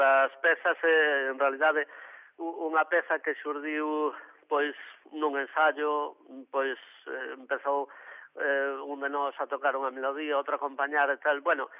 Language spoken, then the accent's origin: Galician; Galicia, Spain; aire galego ten que ser, porque somos galegos nós.